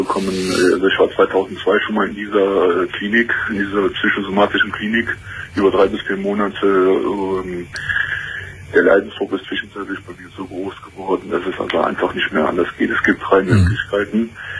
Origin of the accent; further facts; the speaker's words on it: Cologne, North Rhine-Westphalia, Germany; aber ich komme aus Köln